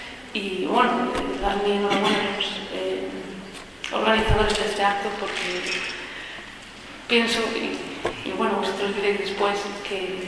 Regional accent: Galicia, Spain; moved away; Porque quería sentarme en algún lugar y tener una familia, volví para España y para Galicia, que era mi tierra.

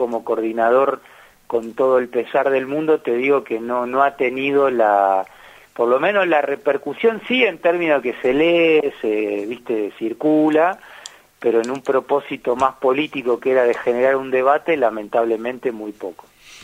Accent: Argentina; como actores políticos y como argentinos

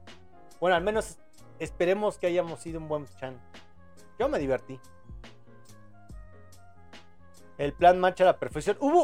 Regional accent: Mexico; No, yo también soy de México.

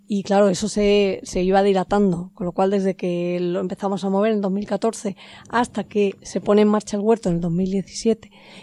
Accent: Andalusia, Spain; accent: Andalusian; Sí, yo vengo de un pueblo de Jaén.

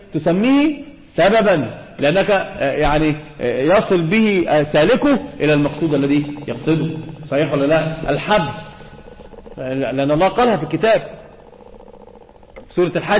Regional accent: Egypt; احنا عندنا في مصر في شيء آخر بيذهب العقل

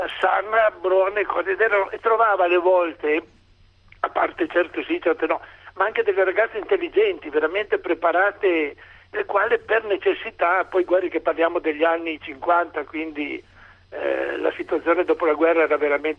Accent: Turin, Piedmont, Italy; io sono di Torino

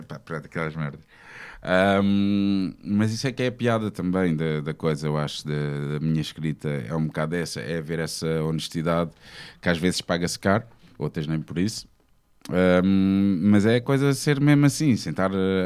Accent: Almada, Setúbal, Portugal; now in Lisbon, Portugal; Eu crescendo em Almada e mesmo estando aqui em Lisboa, um gajo safa-se muito bem de transportes públicos.

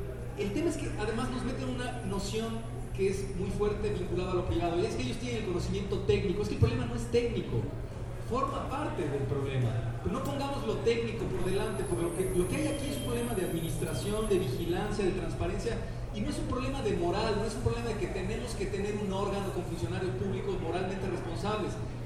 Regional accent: Mexico; como los mexicanos no podemos

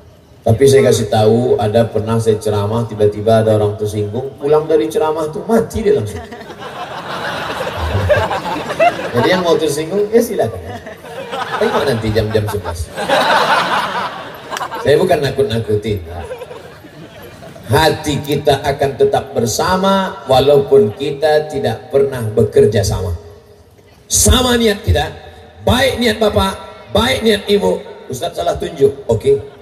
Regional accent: Riau, Indonesia; Saya datang dari Riau, Aceh di atas, Sumatera Utara di bawah, Riau di bawah.

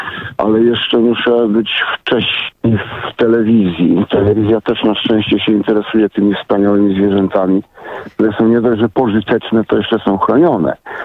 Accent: Wrocław, Lower Silesian Voivodeship, Poland; bo ja jestem z Wrocławia

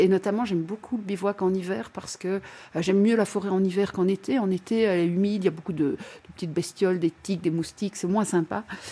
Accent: Liège, Wallonia, Belgium; effectivement, j'ai 53 ans, je viens de la région de Liège en Belgique

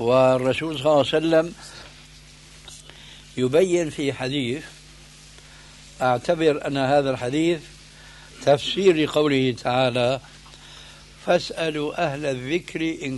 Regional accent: Syria; لكن كما يقولون عندنا في الشام بدها زكتاف،

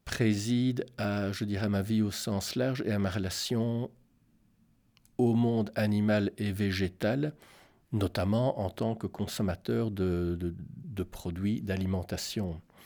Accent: Belgium; compte tenu de ce qu'est la vie par chez nous en Belgique, est difficile à faire

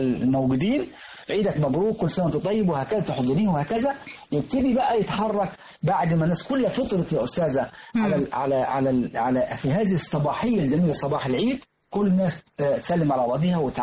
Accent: Minya Governorate, Egypt; لازم كل بيت في البادية عندنا في المنيا بالتحديد تجهز الست البدوية أكلتها

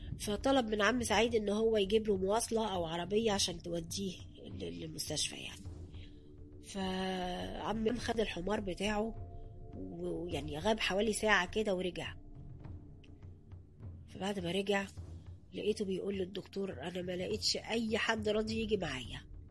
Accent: Upper Egypt, Egypt; عشان أنا صعيدي أصلا زي أهل البلد ما كانش فيه حاجز يعني بيني وبين الناس

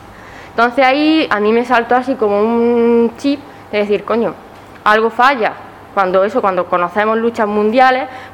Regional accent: Andalusia, Spain; primero que yo pensé fue, joder, ¿y si no hay mujeres andaluzas? O sea, ¿y si realmente lo que pasa en mi tierra es lo que ha creado la hegemonía?

